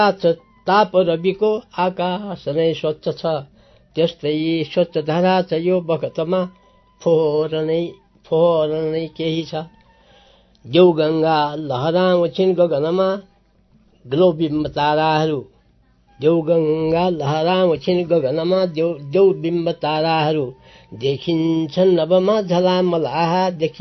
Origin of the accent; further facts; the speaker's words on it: Dang, Lumbini Province, Nepal; also born or lived in Salyan; पहिले हामीले तिम्रो घर कहाँ हो भनेर कसैले सोध्यो भने दाङ सल्यान भन्थ्यौँ, किनभने हामी 6 महिना दाङमा बस्ने, 6 महिना सल्यानमा बस्ने